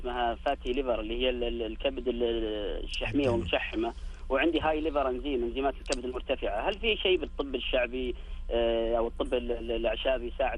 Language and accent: Arabic; Riyadh, Riyadh Province, Saudi Arabia; تعرف إنه الأجوال الغبار عندنا في الرياض يأثر كثير على الحساسية ويزيدها.